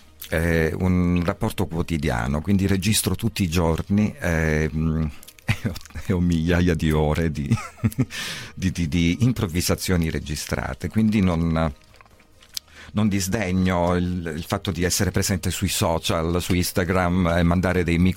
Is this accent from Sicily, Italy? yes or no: no; Crotone, Calabria, Italy; io sono partito da Crotone, poi ho fatto una lunghissima gavetta, ho suonato ovunque